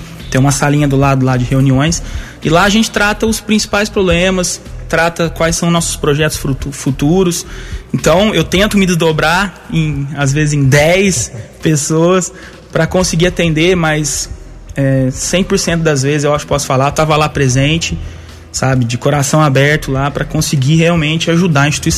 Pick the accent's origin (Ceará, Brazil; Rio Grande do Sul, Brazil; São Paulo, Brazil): São Paulo, Brazil; Mococa; now in Guaranésia, Brazil; Eu não sou natural de Guaranésia, na verdade, eu sou natural de Mococa. Mudei para cá com a minha família em 2000. Meu pai veio trabalhar na SIAC e acabou nós todos a vir morar aqui em Guaranésia.